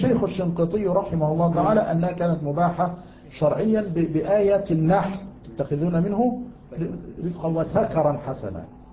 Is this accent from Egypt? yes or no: no; Yemen; فكان عندنا في اليمن ماء المطر هو أجل ماء